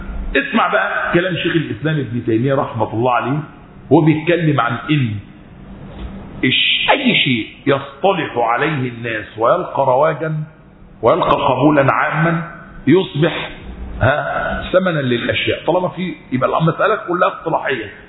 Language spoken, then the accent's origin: Arabic; Egypt; فعلا احنا في الفترة الأخيرة لما ارتفع وانخفض عندنا في مصر ايه اللي حصل؟